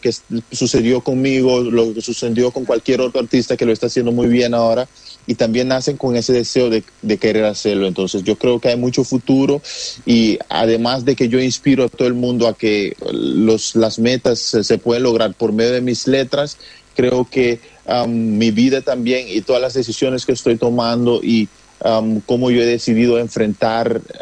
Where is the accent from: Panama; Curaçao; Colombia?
Curaçao; se está volviendo más común el ser artista para los curazoleños y dentro de la población de donde yo vengo